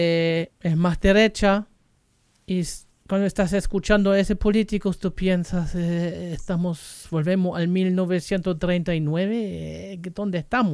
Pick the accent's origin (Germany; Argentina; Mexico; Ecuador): Germany; también de Alemania, porque soy alemán y claro, vas a ver noticias en alemán o leyendo